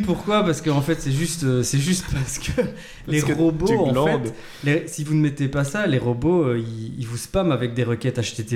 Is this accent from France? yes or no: no; Wallonia, Belgium; nous sommes originaires des Ardennes belges, n'est-ce pas?